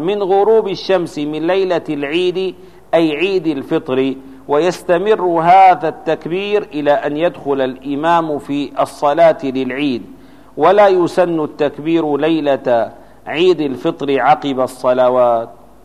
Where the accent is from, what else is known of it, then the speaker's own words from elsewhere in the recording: Damascus, Damascus Governorate, Syria; مثلا عندنا في دمشق ترى أن الناس يهتمون